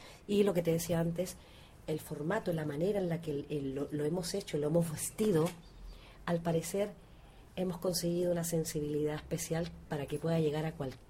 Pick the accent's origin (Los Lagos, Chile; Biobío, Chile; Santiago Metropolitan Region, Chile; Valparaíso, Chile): Valparaíso, Chile; De Valparaíso, chilena.